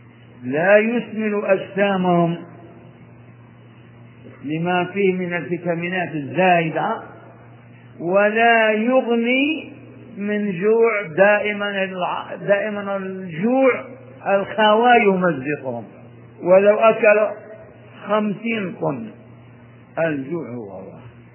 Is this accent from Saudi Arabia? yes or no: yes; Hejaz, Saudi Arabia; الضريع أهل البادية عندنا في الحجاز يعرفونه